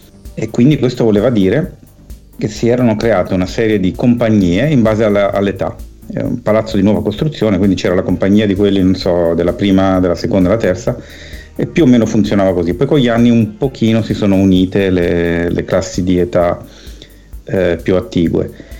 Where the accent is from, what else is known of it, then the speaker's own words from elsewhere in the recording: Milan, Lombardy, Italy; Io sono nato nel 70 e sono cresciuto a Milano in un quartiere che all'epoca era periferico, adesso è quasi in centro perché la città è cresciuta a dismisura